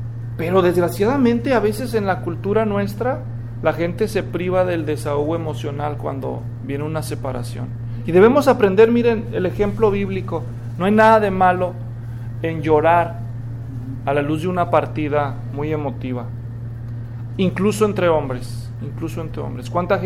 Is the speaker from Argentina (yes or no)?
no; Mexico; pero yo soy mexicano, tengan compasión de mí